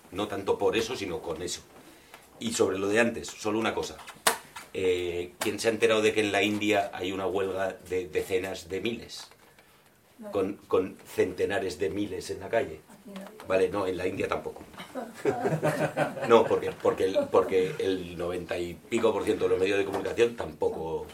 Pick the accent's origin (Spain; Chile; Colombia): Spain; Catalonia; como soy catalán, me permito decir un par